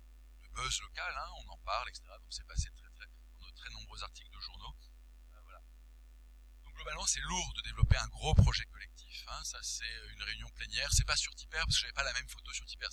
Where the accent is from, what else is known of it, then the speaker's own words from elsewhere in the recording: Paris, Île-de-France, France; quand je suis parisien, et c'est un énorme défaut